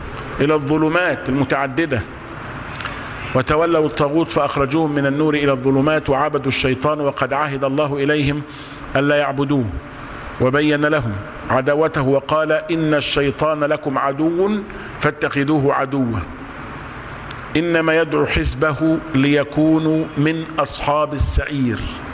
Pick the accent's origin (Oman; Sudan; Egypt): Egypt; عندنا في مصر منهم كتير